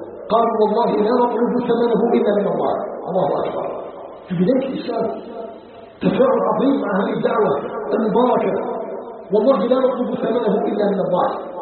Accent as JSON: {"language": "Arabic", "country": "Algeria", "said": "نسأله تبارك وتعالى أن يجعل بلدنا الجزائر بلدا آمنا مطمئنا، وسائر بلاد المسلمين"}